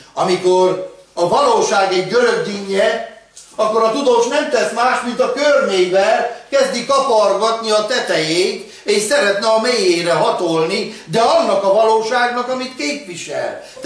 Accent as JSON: {"language": "Hungarian", "country": "Hungary", "said": "Nem jól állunk mi magyarok."}